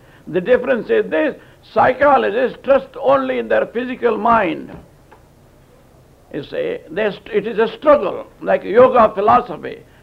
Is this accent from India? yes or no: yes; India; born there; English is a second language; So I was born in India as a Hindu, Orthodox Hindu at that. I was saved many years ago in India.